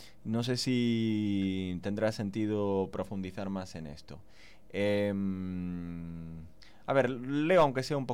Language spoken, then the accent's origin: Spanish; Buenos Aires, Argentina; Recordad que soy argentino porteño. Mira, ya he vuelto al castizo, voy a seguirlo en porteño argentino. Que soy porteño